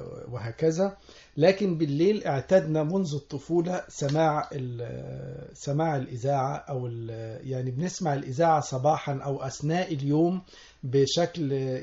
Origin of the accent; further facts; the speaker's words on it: Sohag, Sohag Governorate, Egypt; أنا مولود في سوهاج في الصعيد، وهناك لم يكن في وسائل للترفيه او يعني للمعرفه، كان الراديو هو الرئيسي